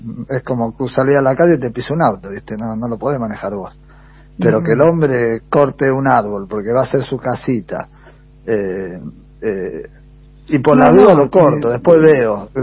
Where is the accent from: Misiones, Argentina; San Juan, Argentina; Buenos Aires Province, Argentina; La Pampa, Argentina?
Buenos Aires Province, Argentina; General Rodríguez; acá en General Rodríguez, en mi tierra, en mi casa